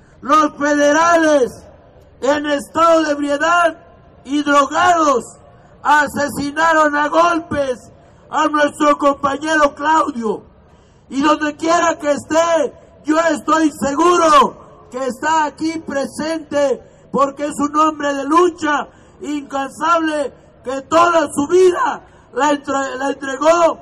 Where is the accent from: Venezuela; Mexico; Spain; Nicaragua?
Mexico; nosotros como mexicanos tengamos que vivir dignamente en nuestro país